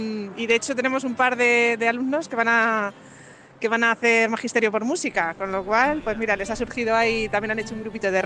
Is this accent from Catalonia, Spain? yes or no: no; Ciudad Real, Castilla-La Mancha, Spain; now in San Millán de la Cogolla, Spain; yo soy de Ciudad Real, pero llevo viviendo aquí ya pues casi 20 años en San Millán de la Cogolla.